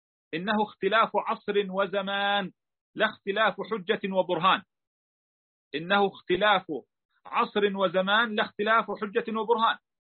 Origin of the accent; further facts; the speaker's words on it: Palestine; مثلا في بلادنا فلسطين تعرفنا على تعجيل قسم من المهر وعلى تأجيل الباقي إلى أقرب الأجلين